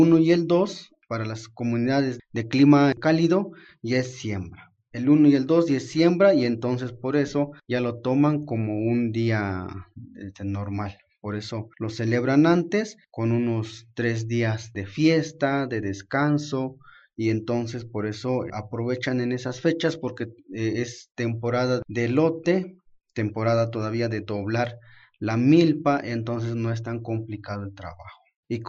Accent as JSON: {"language": "Spanish", "town": "Tenejapa", "region": "Chiapas", "country": "Mexico", "tie": "born or raised there", "said": "es un gusto estar con ustedes compartiendo un poco de la tradición de mi pueblo de Tenejapa."}